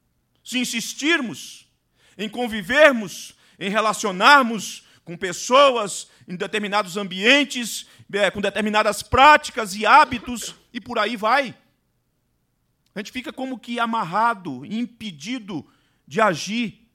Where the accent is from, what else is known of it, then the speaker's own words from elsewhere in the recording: Vitória, Espírito Santo, Brazil; eu vim do estado do Espírito Santo. Vitória do Espírito Santo. Cidade linda, maravilhosa, com praias bonitas. Um clima completamente diferente.